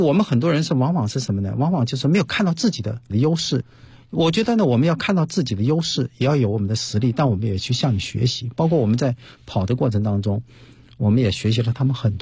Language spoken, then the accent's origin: Chinese; China; 我说我是中国人